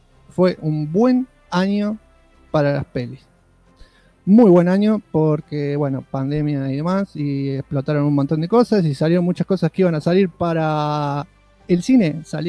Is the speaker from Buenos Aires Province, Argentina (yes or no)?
no; Córdoba, Argentina; no puedo ser el yankee que ustedes quieren. Yo soy muy cordobés.